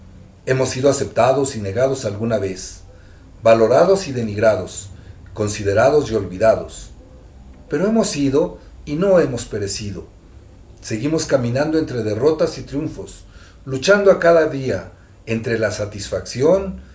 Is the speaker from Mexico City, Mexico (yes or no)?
yes; Xochimilco, Mexico City, Mexico; Porque somos de Xochimilco, porque vivimos aquí, porque vivimos y convivimos con ellos